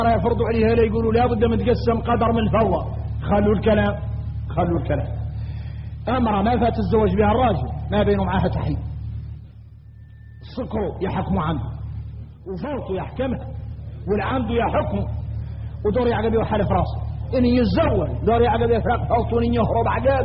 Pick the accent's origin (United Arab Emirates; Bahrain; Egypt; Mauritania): Mauritania; انا موريتاني